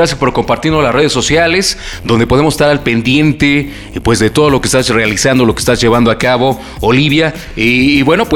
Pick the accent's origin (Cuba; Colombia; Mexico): Mexico; como somos los mexicanos